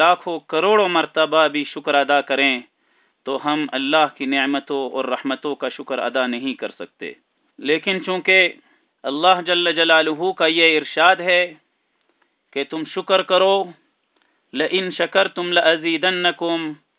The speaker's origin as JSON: {"language": "Urdu", "country": "Pakistan", "said": "لیکن بطور تعارف اپنے ہی وطن پاکستان میں ہم نے جہاد کا سلسلہ شروع کیا"}